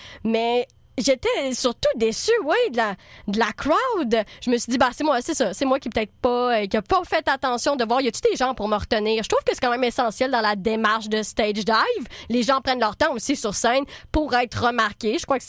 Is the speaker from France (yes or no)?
no; Trois-Rivières, Quebec, Canada; now in Montreal, Canada; Pour ceux qui pensent que l'accent, je viens de Trois-Rivières, mais pas tout le monde parle de même.